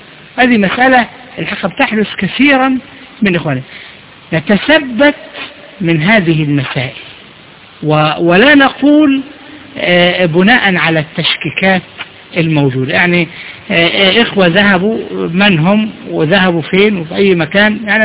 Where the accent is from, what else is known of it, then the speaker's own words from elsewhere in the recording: Egypt; إحنا برضو عندنا في مصر